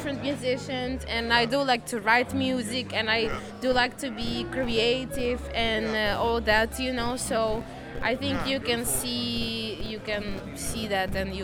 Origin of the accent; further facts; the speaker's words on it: Ukraine; But I was born and raised in Ukraine.